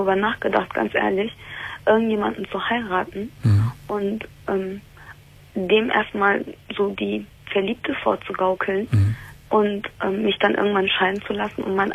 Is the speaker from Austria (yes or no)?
no; Turkey; Also, mein Problem ist, ich bin Türkin.